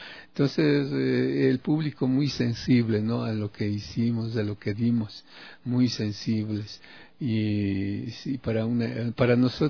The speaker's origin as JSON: {"language": "Spanish", "town": "Ibarra", "region": "Imbabura", "country": "Ecuador", "lives_now": "Quito, Ecuador", "said": "Yo desde hace 24 años que estoy aquí en Quito, ya que alguna vez dije en Ibarra, de donde yo soy, ¿no? Dije, aquí no pasa nada y me voy a Quito."}